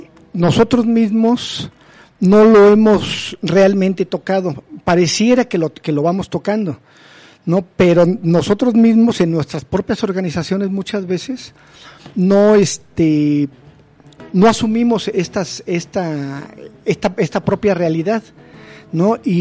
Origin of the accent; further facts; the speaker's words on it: Mexico; Como hombres, como machos mexicanos, lo seguimos haciendo.